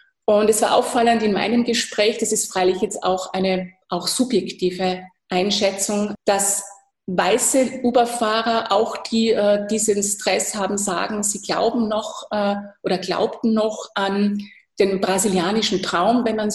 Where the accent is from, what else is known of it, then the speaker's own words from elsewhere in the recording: Austria; das kann ich als Österreicherin durchaus verstehen